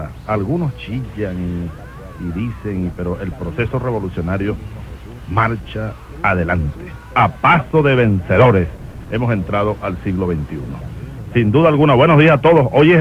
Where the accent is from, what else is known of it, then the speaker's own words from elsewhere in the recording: Barinas, Venezuela; De niño vine una vez, de joven pues. De joven vinimos una vez de Barinas. Uno aprovechaba para venir a pasar un fin de semana y saludar a los amigos de Barquisimeto, etc.